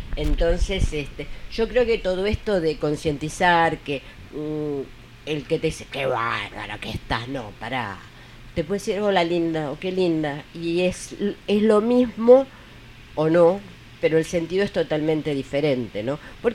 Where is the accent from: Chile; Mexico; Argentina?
Argentina; southern Argentina; un frío tremendo, yo soy del sur de Argentina, un frío tremendo, espantoso